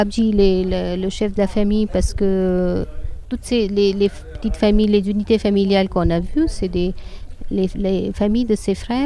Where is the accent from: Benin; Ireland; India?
India; North India; first language Hindi; French is a second language; Non, je ne parle pas Telugu parce que moi, je suis du nord de l'Inde. Et ma langue maternelle, c'est le hindi. Je peux un tout petit peu comprendre quand on parle Telugu, mais je ne peux pas tenir une conversation.